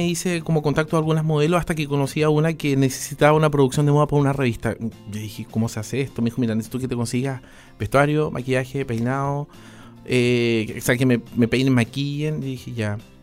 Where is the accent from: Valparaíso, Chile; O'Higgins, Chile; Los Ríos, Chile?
Los Ríos, Chile; Osorno; crecí con mi papá en Osorno, mi mamá en Valdivia